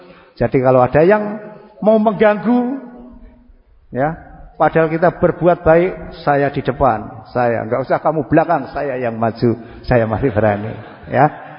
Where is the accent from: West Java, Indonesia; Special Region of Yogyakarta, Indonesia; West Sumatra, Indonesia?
Special Region of Yogyakarta, Indonesia; Bantul; tapi saya isih gratul-gratul masih bisa bahasa Jawa. Karena aslinya saya yang wong Bantul.